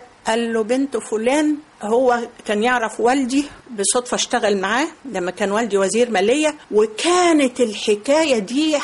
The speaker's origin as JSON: {"language": "Arabic", "country": "Egypt", "said": "انت عارفة ان احنا مصريين أذكياء"}